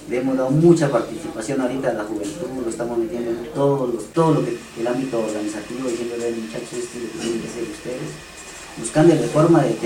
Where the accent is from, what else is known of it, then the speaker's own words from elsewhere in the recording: Corinto, Cauca, Colombia; yo soy de Corinto, pase allá.